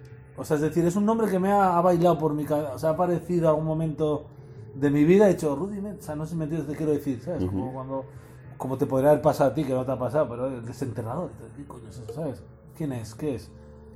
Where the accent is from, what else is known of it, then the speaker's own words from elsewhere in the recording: Algorta, Basque Country, Spain; yo soy de Algorta, macho.